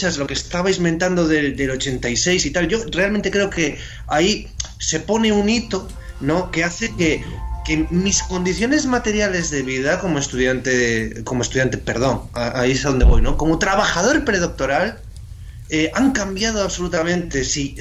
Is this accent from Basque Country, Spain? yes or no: no; Asturias, Spain; Bueno, yo soy asturiano, pero sí, mi tierra de acogida.